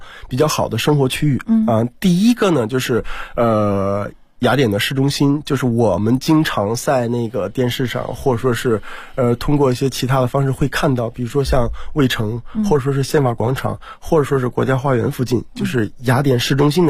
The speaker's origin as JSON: {"language": "Chinese", "country": "China", "said": "其实这个话题呢，就是我们中国人是最有发言权的。"}